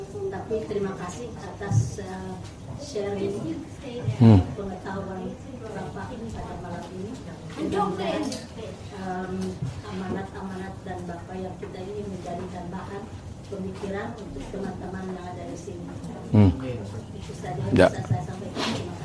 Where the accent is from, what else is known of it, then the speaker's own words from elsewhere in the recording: West Java, Indonesia; Saya dari Jawa Barat.